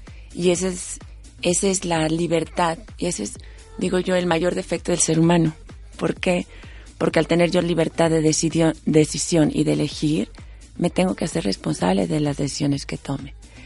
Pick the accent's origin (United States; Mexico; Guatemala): Mexico; Yo no elegí ser mexicana, ni nacer en una familia de 9 hermanos, ni ser la quinta, ni ser la segunda mujer en mi casa, ni ser de madre española y padre mexicano